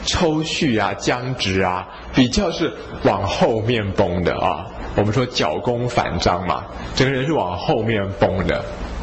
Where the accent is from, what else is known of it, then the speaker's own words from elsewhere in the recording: Taiwan; 那一般我们台湾人是比较撑不住一点。